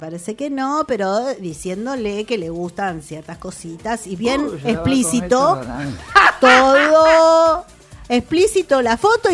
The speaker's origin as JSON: {"language": "Spanish", "region": "Buenos Aires", "country": "Argentina", "tie": "born there", "said": "Es que yo nací en La Boca."}